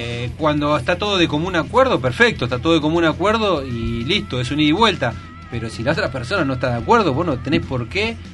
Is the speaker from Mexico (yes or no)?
no; San Martín, Buenos Aires Province, Argentina; Yo soy de San Martín, digamos que eso sería Villa Zacala.